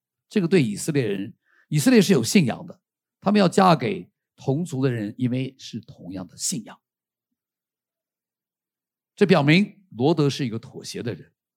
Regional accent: Taiwan; also born or lived in United States; 我在美国的时候我是外国人，然后到这里我突然可以报复他们，他们都是外国人，我们是台湾人。

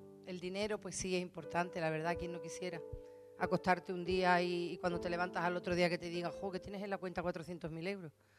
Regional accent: Spain; y nosotros como españoles y como hermanos

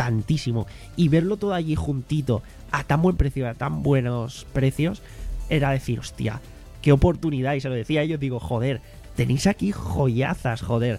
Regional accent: Spain; como aquí somos unos putos crápulas, hablo en general como sociedad española en ese sentido

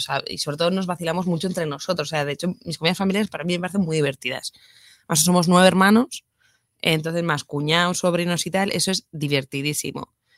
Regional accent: Pamplona, Navarre, Spain; also born or lived in Irún; now in Madrid, Spain; yo soy de Pamplona, estuve un año en Irún, que hace mis tías y tal, y me venía a Madrid

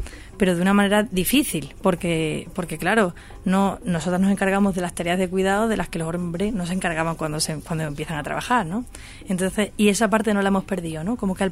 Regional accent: Extremadura, Spain; now in Madrid, Spain; Yo vengo de Extremadura y aquí en Madrid, pues obviamente no tengo mi círculo al que recurriría más fácilmente

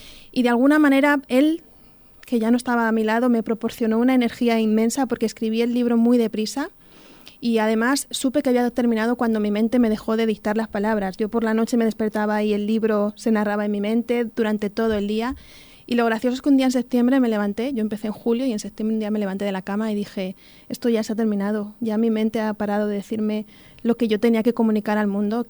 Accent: Talaveruela de la Vera, Extremadura, Spain; also born or lived in Madrid; now in Talavera de la Reina, Spain; nací en Madrid, me crié en la comarca de La Vera, en Talaverona de La Vera, y ahora vivo en Talavera y en Alberche también.

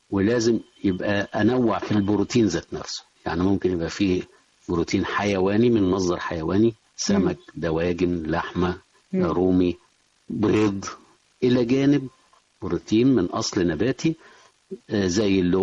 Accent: Egypt; احنا بنلاحظ هنا كمصريين كعادات يعني غذائية مصرية عندنا،

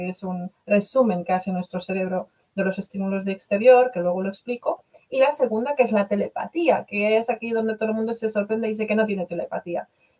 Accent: Poland; Spanish is a second language; now in Spain; como yo soy polaca, vivo desde hace 30 años en España

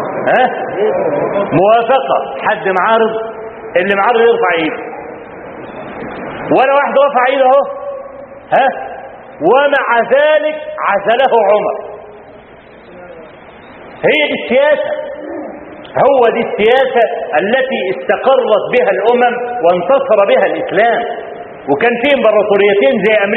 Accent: Egypt; فأنا ما بقولش الكلام ده عشان أنا مصري

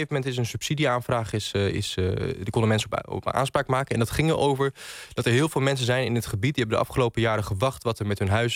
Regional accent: Groningen, Netherlands; now in Drachten, Netherlands; Jawel, ik woon, ik woon in Drachten, maar okay. Officieel. Maar ik kom wel uit Groningen.

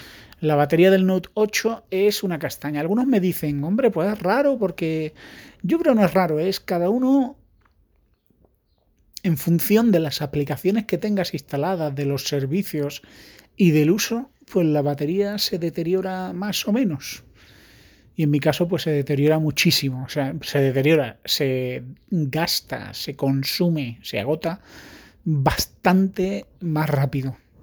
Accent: Andalusia, Spain; Para mí, que soy andaluz

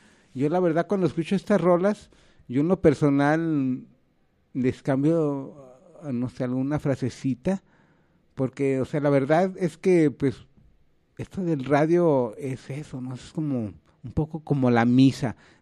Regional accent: Guadalajara, Jalisco, Mexico; a los que somos de aquí de Guanatos

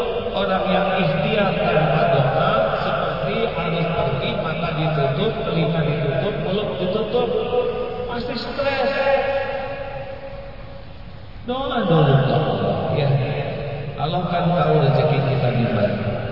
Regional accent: Indonesia; born there; Saya lahir dari orang tua yang mana tidak milih. Saya lahir di Indonesia tidak milih.

